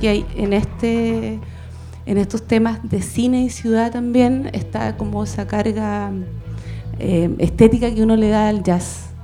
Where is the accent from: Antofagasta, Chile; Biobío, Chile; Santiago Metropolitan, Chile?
Biobío, Chile; Hualqui; yo pasé toda mi infancia y preadolescencia en Hualqui, en un campo